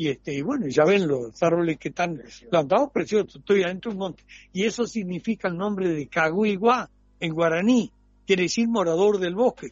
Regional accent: Durazno, Uruguay; Sí, he nacido porque en Durano, el que no es milico, no existe. Y mi padre era coronel de caballería. Y entonces, como estaba caballería allá, nací allá.

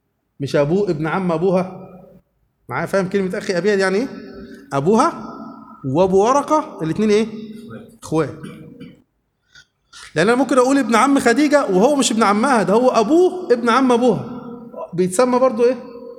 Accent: Upper Egypt, Egypt; اللي إحنا بنسمي عندنا في الصعيد الموز صابع موز

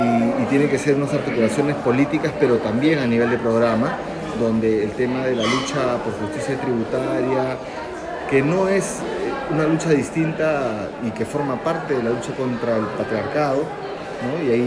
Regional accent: Peru; soy peruano, soy coordinador de la Red Latinoamericana por Justicia Económica y Social

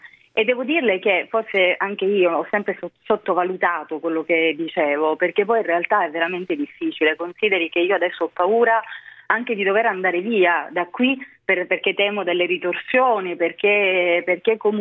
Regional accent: Calabria, Italy; io sono calabrese, davvero ogni goccia del mio sangue appartiene alla Calabria, però la mia è una terra, per quanto meravigliosa, anche molto molto complicata e difficile.

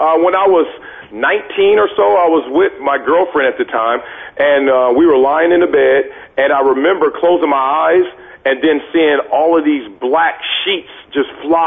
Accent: Compton, California, United States; Not going against Jonathan Ogden, not playing in the NFL, not growing up in Compton.

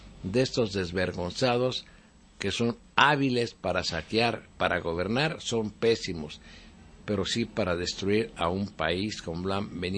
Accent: Mexico; Los únicos que podemos cambiar este país somos los mexicanos

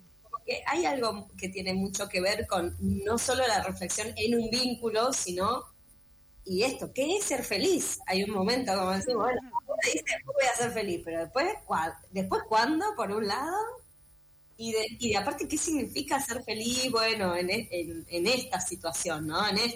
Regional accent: Mendoza, Argentina; now in Buenos Aires, Argentina; yo soy de Mendoza, vivo acá hace como 15 años

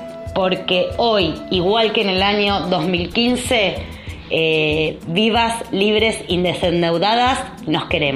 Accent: Buenos Aires, Argentina; de Buenos Aires, Argentina

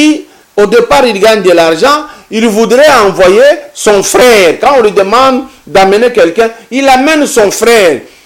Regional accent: Katanga, DR Congo; ce que j'ai fait dans le domaine culturel depuis chez nous à Katanga jusqu'ici

